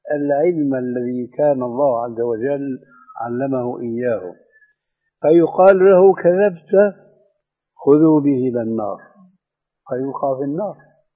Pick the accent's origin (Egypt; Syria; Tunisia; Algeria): Syria; وعندنا في سوريا بيقولوا العامة مع الأسف